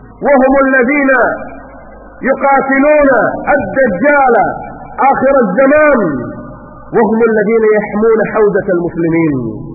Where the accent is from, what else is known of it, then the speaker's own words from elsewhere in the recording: Kuwait; الجمعيات واللجان عندنا في الكويت